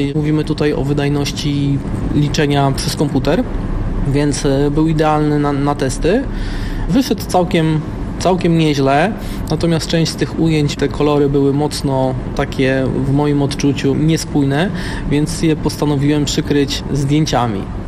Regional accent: Warsaw, Masovian Voivodeship, Poland; born there; ponieważ jestem z Warszawy z urodzenia

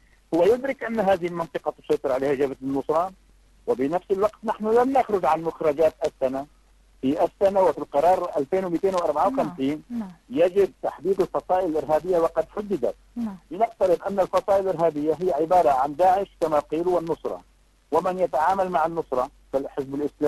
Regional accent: Syria; أغلب الأذى الذي أتى أو لحق بنا كسوريين

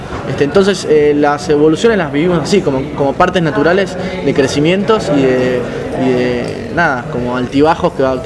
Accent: Buenos Aires, Argentina; Nosotros somos de ahí, de Padua, Merlo y Ituzaingó, del Oeste también.

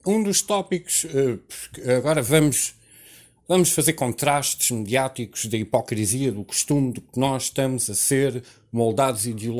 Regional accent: Portugal; nós vivemos sobre nós próprios, que nós vivemos como portugueses

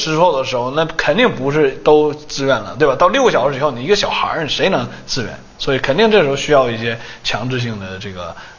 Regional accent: China; 因为我觉得作为一个中国人

